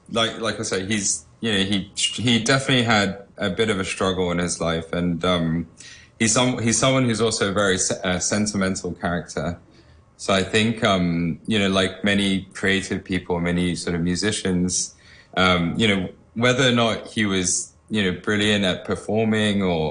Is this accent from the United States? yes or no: no; Hong Kong; I'm a local boy, I'm born and brought up in Hong Kong.